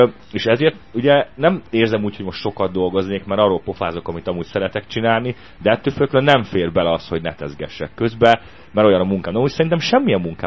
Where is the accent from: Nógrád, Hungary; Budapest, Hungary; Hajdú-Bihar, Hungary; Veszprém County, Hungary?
Budapest, Hungary; városi gyerek vagyok, én Budapesten születtem, 4. körülbelül 15-ben nőttem föl, de szerencsére az ilyen kertvárosi rész voltak, gyümölcsfák